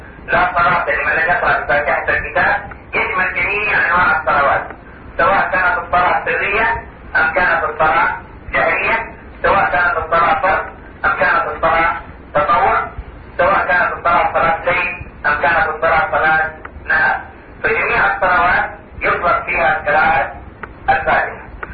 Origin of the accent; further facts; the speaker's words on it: Saudi Arabia; عندنا في المملكة العربية السعودية